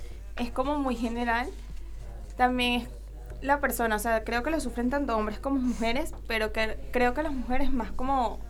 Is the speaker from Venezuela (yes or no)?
yes; Venezuela; now in Argentina; Venezuela.